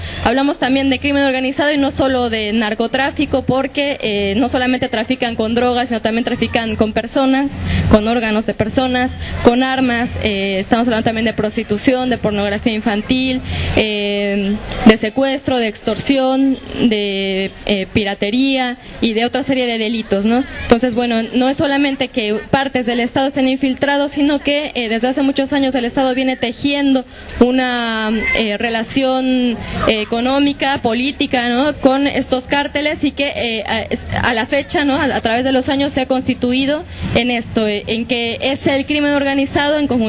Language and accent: Spanish; Mexico; En México, en mi país, en nuestro país, en estos momentos hay una situación de guerra.